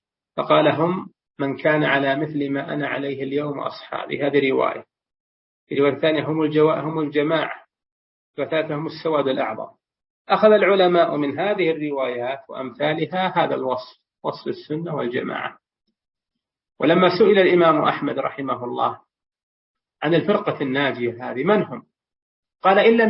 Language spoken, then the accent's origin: Arabic; Saudi Arabia; وفي بلادنا المملكة العربية السعودية وفي دول الخليج والبلدان المجاورة